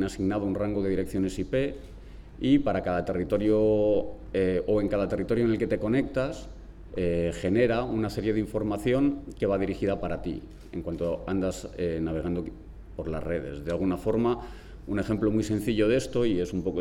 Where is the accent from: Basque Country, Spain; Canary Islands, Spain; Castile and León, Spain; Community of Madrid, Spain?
Community of Madrid, Spain; Madrid; Como os han comentado, vengo de Madrid, participo en varios colectivos